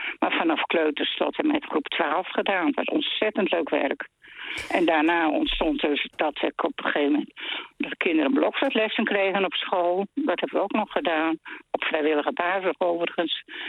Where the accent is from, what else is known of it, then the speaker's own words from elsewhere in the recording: Friesland, Netherlands; Ik kom uit Friesland en er werd ook veel op bruiloft en partijen gespeeld.